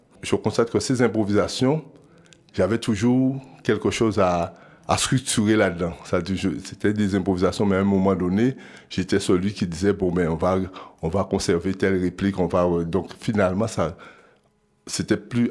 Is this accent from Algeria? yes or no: no; Guadeloupe; Je viens de la Guadeloupe et je suis aussi enseignant.